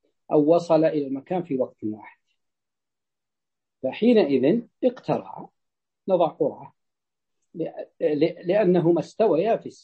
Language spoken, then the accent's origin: Arabic; Najd, Saudi Arabia; تجد أن حتى عندنا في نجد عندما تفتح السدود تفتح فتأتي إلى المزارع